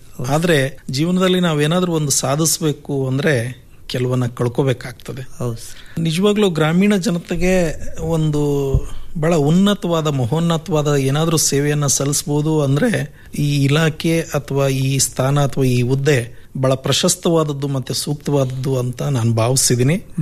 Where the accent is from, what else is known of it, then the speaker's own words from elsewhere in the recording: Jagalur, Karnataka, India; ನಾನು ಮೂಲತಃ ದಾವಣಗೆರೆ ಜಿಲ್ಲೆ ಜಗಳೂರು ತಾಲೂಕಿನಿಂದ ಬಂದಂಥವನು.